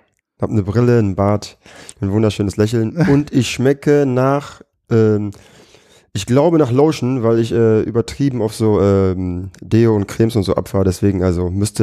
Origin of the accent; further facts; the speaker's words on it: Düsseldorf, North Rhine-Westphalia, Germany; born there; Ja, also ich komme aus Düsseldorf, bin in Düsseldorf geboren.